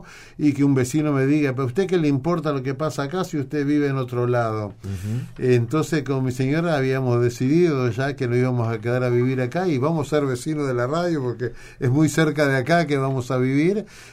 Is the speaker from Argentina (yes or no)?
no; Uruguay; lo hacemos nosotros como uruguayos cuando decidimos ir a algún lugar